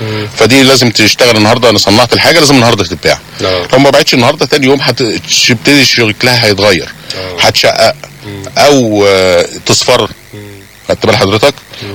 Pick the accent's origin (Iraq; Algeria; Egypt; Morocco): Egypt; دي العيب اللي عندنا في مصر ان احنا بنحاول نشتري كتير جدا